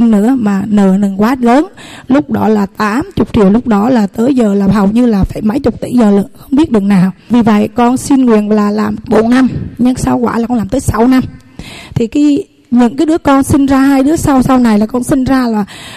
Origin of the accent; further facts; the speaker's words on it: Thừa Thiên Huế, Vietnam; Con sinh ra lớn lên tại Thừa Thiên Huế, tại xã Vĩnh Phú, huyện Phú Vang, và lập gia đình chồng là xã Phú Hải, cùng huyện Phú Vang.